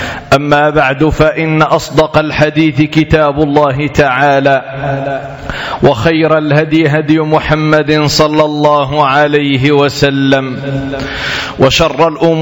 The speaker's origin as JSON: {"language": "Arabic", "country": "Morocco", "said": "وبالأخص هذا البلد العزيز بلدنا المغرب"}